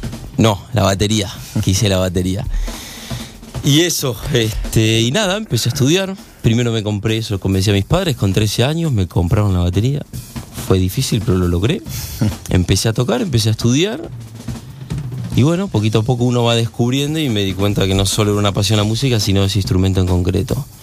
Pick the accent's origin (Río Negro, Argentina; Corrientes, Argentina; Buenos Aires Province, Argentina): Buenos Aires Province, Argentina; Vicente López; born there; also born or lived in Munro; Buenos Aires, Vicente López, al ladito de la capital.